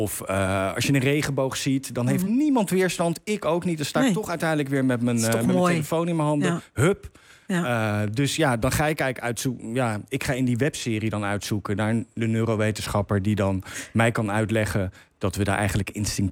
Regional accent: Zoetermeer, South Holland, Netherlands; En ik kom uit Zoetermeer.

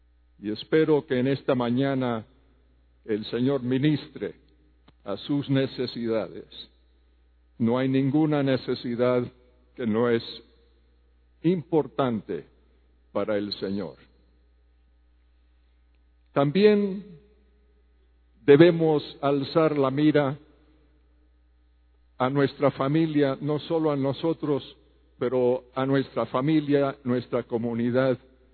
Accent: Havana, Cuba; moved away; also born or lived in Spain / Morocco / Costa Rica / Colombia; vengo de una familia misionera. Yo nací en La Habana, Cuba. Mis padres eran norteamericanos. Me crié en Cuba con mis tres hermanos. Luego fuimos a España y Marruecos.

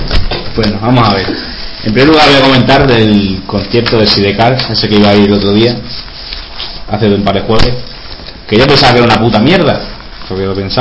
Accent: Salamanca, Castile and León, Spain; el padre Rivera sabe que somos de Salamanca.

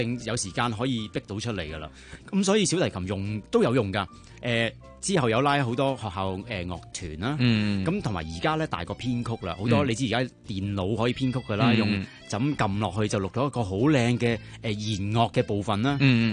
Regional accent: Hong Kong; 我哋香港人因为资金系有限啦。

